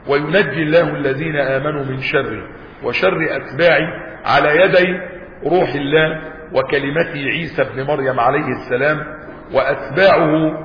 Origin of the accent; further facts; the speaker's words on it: Egypt; وحتى عندنا في مصر وبلادنا يقول لك ولاد اصول، يعني احنا ناس ولاد اصل